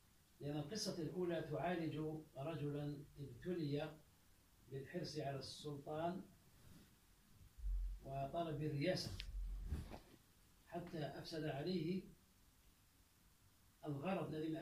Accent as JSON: {"language": "Arabic", "country": "Algeria", "said": "وقال عندنا في الجزائر"}